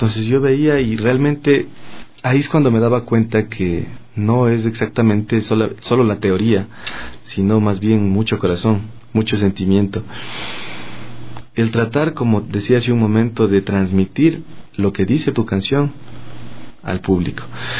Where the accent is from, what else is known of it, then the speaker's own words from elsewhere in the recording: Ecuador; Nuestra identidad como ecuatorianos es nuestra música.